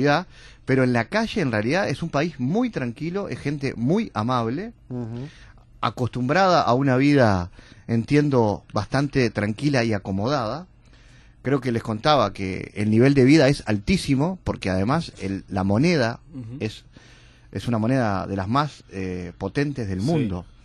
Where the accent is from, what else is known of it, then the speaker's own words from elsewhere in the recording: Uruguay; Cancillería me había seleccionado en algún momento como periodista uruguayo